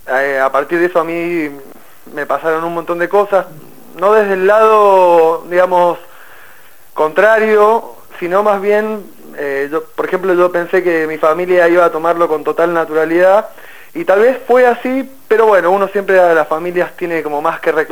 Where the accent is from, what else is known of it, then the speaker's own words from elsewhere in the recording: Mendoza, Argentina; now in Buenos Aires, Argentina; Soy mendocino, pero vivo hace 16 años acá, en Capital.